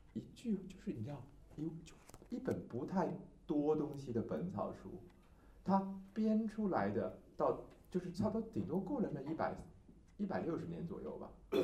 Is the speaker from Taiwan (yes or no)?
yes; Taiwan; 就像是我们台湾人也曾经有过所谓的考试拿中医执照的年代